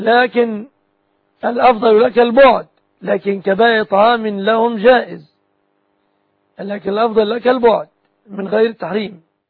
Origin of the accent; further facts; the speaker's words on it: Egypt; وأسأل الله سبحانه أن يحفظ بلادنا مصر آمنة مطمئنة